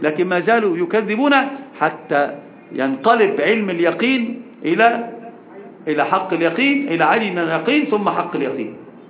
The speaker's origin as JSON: {"language": "Arabic", "country": "Egypt", "said": "وطبعا أصلا المثل العجيب عندنا في مصر عند المقاهي والدكك يقولون إيش؟"}